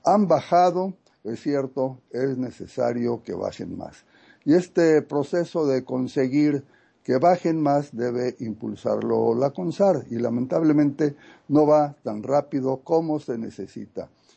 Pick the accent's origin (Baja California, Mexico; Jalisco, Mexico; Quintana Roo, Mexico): Baja California, Mexico; Tijuana; Estoy por unos días en la frontera norte, queridísima Carmen, en Tijuana. Sería osado hacer un análisis profundo con las pocas horas que tengo aquí, aunque es mi tierra, la conozco.